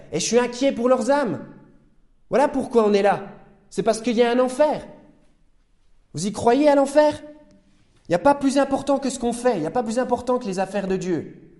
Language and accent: French; Besançon, Bourgogne-Franche-Comté, France; born there; Moi, je suis né à Besançon, à la maternité, il y a une trentaine d'années